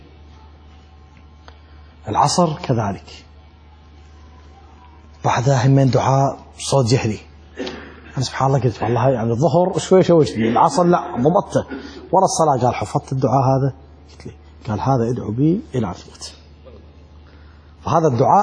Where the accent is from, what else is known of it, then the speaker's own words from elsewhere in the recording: Iraq; وعندنا بالعراق يعني نقرأ بعد بالأخص بالعشاء